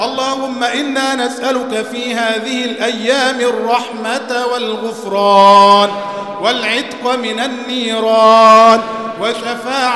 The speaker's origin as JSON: {"language": "Arabic", "country": "Egypt", "said": "اللهم اجعل بلدنا مصر أمنا أمانا"}